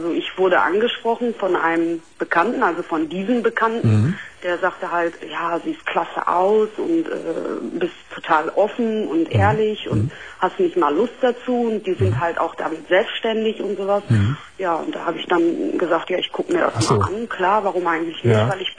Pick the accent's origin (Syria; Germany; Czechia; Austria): Syria; Ja, weil ich bin komme aus einem Land, wo das nicht so üblich ist. Also ich bin gebürtige, ich komme aus Syrien